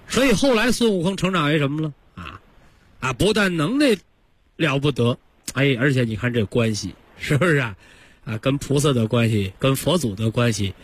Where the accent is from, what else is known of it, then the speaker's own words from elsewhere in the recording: China; 就像这个我们中国人呐，这个礼仪之邦啊，文化之邦啊